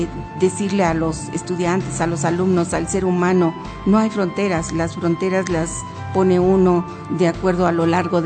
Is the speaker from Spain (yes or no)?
no; Mexico; como mexicanos debemos de estar acompañándolo en su partida a otros mundos